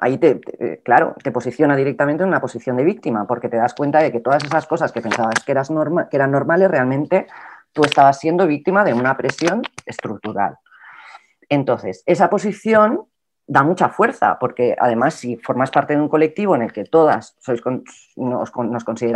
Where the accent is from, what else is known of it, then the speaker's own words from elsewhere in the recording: Spain; es que yo soy europea y, yo tengo, y esto tiene un peso, y yo soy española